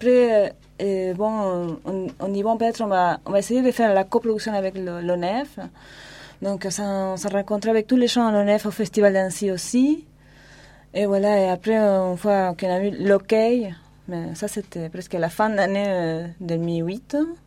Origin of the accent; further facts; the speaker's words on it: Argentina; accent: Argentine; French is a second language; now in France; Voilà, je viens d'Argentine. Bon, j'habite en France depuis 10 ans.